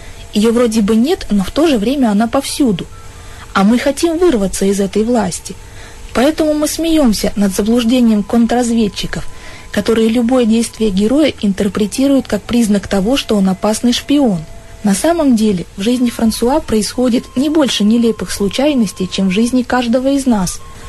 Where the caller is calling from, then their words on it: Chelyabinsk, Chelyabinsk Oblast, Russia; я из Челябинска.